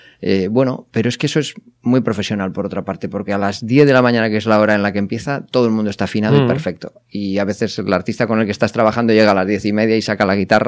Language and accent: Spanish; Bilbao, Basque Country, Spain; born there; porque bueno, nací en Bilbao.